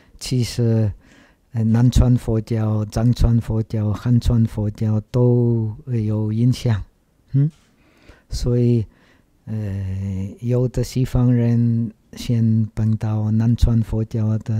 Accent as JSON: {"language": "Chinese", "country": "Czechia", "tie": "born or raised there", "second_language": "Chinese", "said": "其实我长大在捷克，捷克以前是社会主义的国家。那个时候，我们捷克人没有机会出国。"}